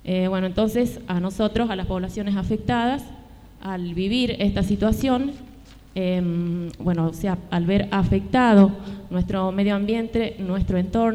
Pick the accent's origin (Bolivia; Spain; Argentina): Argentina; Andalgalá, Catamarca; nosotros venimos desde Andalgalá precisamente